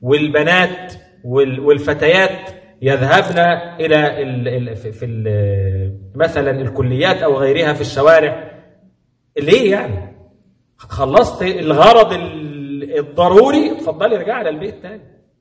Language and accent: Arabic; Egypt; وأنا آسف المعنى عندنا في مصر كده